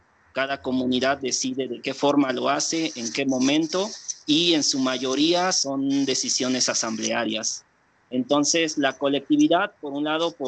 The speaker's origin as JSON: {"language": "Spanish", "region": "Oaxaca", "country": "Mexico", "said": "ese es el escenario social y que caracteriza el lugar de donde vengo. Y por otro lado, es importante mencionar que Oaxaca es uno de los estados donde se concentra el mayor número o la mayor diversidad de pueblos indígenas"}